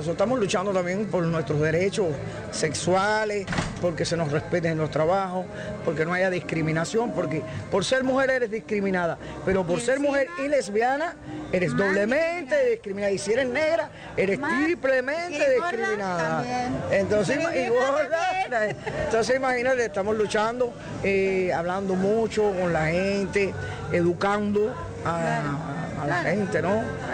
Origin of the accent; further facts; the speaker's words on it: Cuba; la cultura que tienen los cubanos, como americanos que somos, es machista, patriarcal.